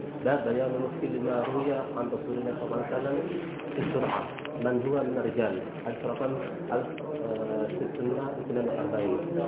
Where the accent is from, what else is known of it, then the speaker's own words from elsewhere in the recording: Sharqia Governorate, Egypt; الشرقية نعم